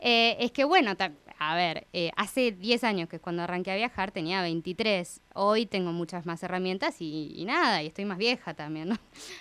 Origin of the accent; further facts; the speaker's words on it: Argentina; Yo como buena argentina